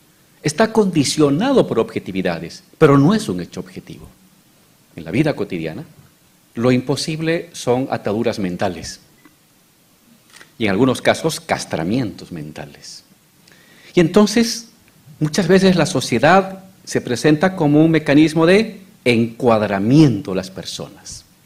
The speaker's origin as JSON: {"language": "Spanish", "country": "Bolivia", "said": "Hace 20 años, en mi país, Bolivia"}